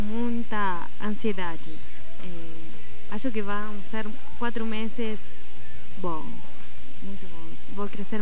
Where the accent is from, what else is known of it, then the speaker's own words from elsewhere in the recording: La Plata, Buenos Aires Province, Argentina; Portuguese is a second language; now in Belo Horizonte, Brazil; E eu sou de La Plata, perto de Buenos Aires, a capital do estado de Buenos Aires. Tem gente, 600 mil habitantes, mas não tanto como BH